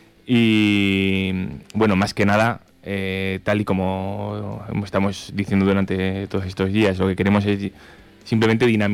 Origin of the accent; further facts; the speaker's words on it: Ariza, Aragon, Spain; Casi todos somos gente de Ariza.